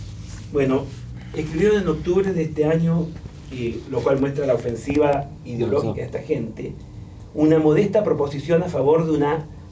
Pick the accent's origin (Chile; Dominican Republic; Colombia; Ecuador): Chile; moved away as an adult; now in Argentina; en el año 85, cuando llegué a la Argentina, porque yo soy chileno de origen, pero estoy en la Universidad de Buenos Aires desde el año 85